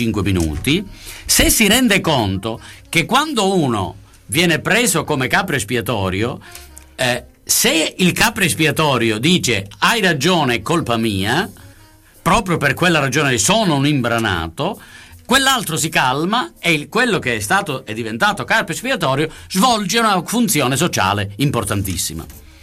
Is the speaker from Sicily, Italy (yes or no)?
yes; Sicily, Italy; io sono siciliano e potrei diventare un capro espiatorio per il fatto stesso che sono siciliano.